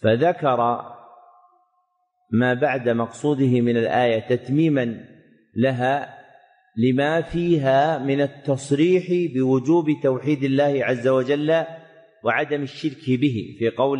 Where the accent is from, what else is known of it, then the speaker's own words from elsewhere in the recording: Saudi Arabia; موجود عندنا في السعودية، لكن أنتم في مصر ما عندكم